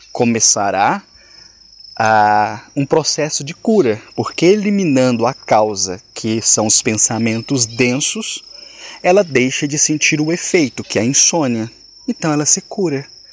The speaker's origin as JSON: {"language": "Portuguese", "region": "Minas Gerais", "country": "Brazil", "said": "eu sou mineiro, eu tenho costume de falar uai, nós, sou, trem, características comuns do vocabulário do mineiro."}